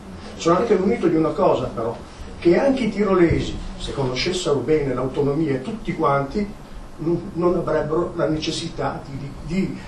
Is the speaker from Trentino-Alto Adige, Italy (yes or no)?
yes; Bolzano, Trentino-Alto Adige, Italy; born there; Io sono nato a Bolzano nel 1945, ho 66 anni. I miei sono venuti a Bolzano non perché sono voluti venire, ma perché sono stati costretti a venire nel 1919, nel novembre.